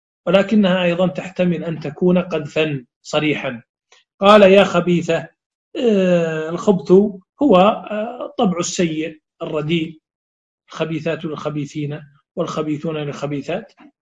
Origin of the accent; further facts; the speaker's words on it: Saudi Arabia; هذه الكلمة غير معروفة عندنا في السعودية